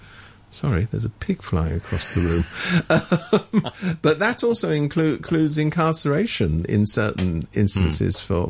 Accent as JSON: {"language": "English", "country": "United Kingdom", "moved": "yes", "lives_now": "Hong Kong", "said": "I mean, I come from Britain originally, so do you."}